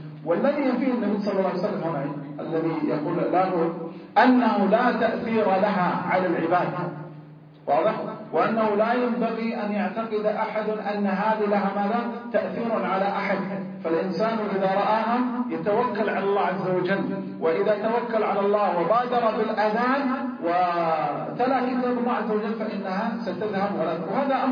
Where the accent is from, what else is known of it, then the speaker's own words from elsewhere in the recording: Hejaz, Saudi Arabia; يسمون عندنا في الحجاز هنا الحول